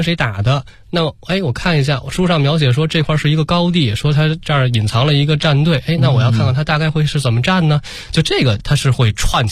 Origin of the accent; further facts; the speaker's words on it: Beijing, China; 因为我也是老北京，